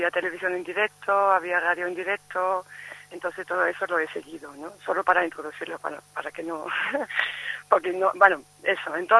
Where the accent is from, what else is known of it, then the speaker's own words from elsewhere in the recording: Turkey; Spanish is a second language; yo he estado viviendo 5 años ahí y soy turco.